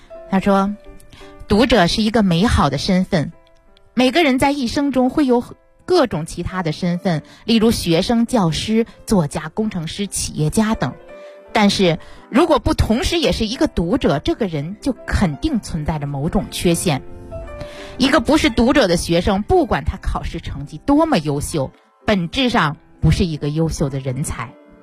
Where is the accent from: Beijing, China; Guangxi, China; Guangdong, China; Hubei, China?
Beijing, China; 我们北京人读书最大的来源是朋友的推荐。